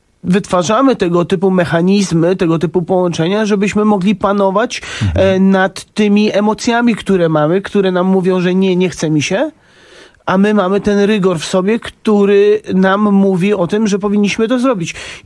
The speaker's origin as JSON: {"language": "Polish", "town": "Warsaw", "region": "Masovian Voivodeship", "country": "Poland", "tie": "born or raised there", "said": "ja dorastałem na Saskiej Kępie i tam... To miejsce jest bardzo bliskie mi."}